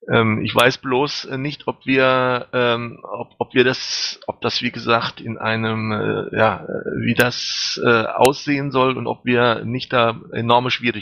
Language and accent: German; Germany; Sie kommen aus Österreich, ich komme aus Deutschland.